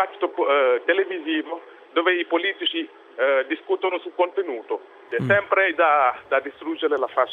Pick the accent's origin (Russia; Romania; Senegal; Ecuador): Senegal; now in Italy; Vengo dal Senegal.